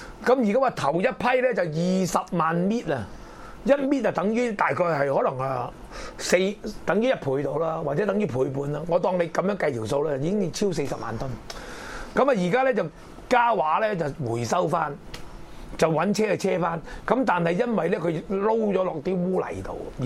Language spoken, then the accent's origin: Cantonese; Hong Kong; 咁係我哋香港人最叻嗰句就抌錢落鹹水海